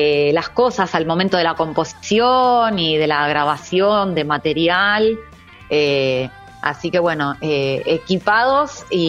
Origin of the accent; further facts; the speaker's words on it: Quilmes, Buenos Aires Province, Argentina; nosotros, como vos decías, somos de acá, somos de Quilmes, somos locales.